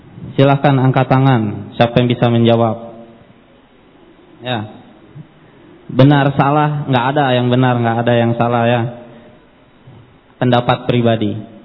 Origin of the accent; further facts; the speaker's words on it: Surabaya, East Java, Indonesia; born there; Saya lahir di Surabaya.